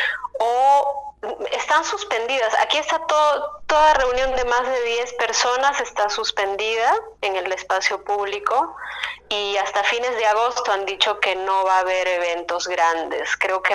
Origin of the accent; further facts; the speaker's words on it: Cusco, Peru; Sí, bueno, yo soy de Cusco.